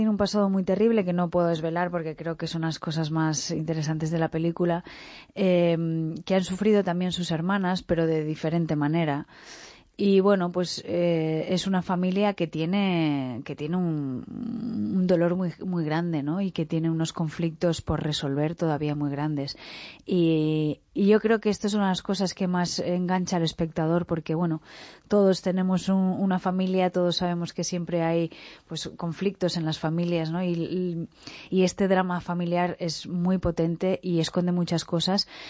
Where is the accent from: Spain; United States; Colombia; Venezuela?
Spain; San Sebastian, Basque Country; Yo soy de San Sebastián y está relativamente cerca y había ido alguna vez.